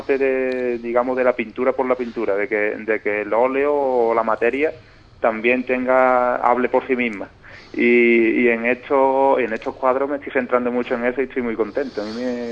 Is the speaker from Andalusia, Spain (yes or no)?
yes; Montellano, Andalusia, Spain; Yo aquí, por ejemplo, en mi pueblo, en Montellano